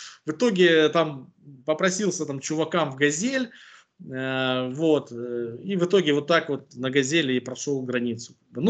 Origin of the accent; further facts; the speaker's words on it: Ukraine; Я говорю, да мне пофиг, говорю, я с Украины.